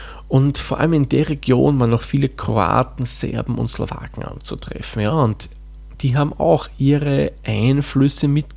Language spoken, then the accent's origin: German; Lower Austria, Austria; das Waldviertel, wo ich herkomme, ist ja auch grenznahe zu mittlerweile Tschechien, damals Tschechoslowakei.